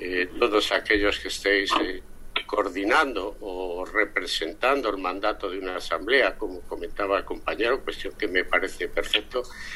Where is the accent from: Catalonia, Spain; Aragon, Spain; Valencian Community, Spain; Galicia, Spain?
Aragon, Spain; Zaragoza; pues soy de Zaragoza